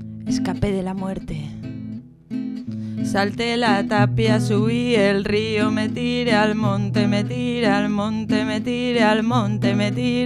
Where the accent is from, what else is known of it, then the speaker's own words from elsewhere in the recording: Asturias, Spain; Pues soy de Asturias.